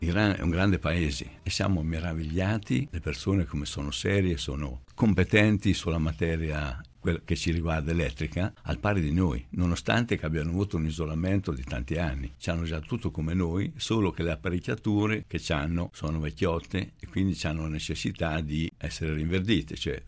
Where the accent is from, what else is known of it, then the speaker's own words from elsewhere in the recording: Marche, Italy; eravamo marchigiani, ci ha fatto questa predica.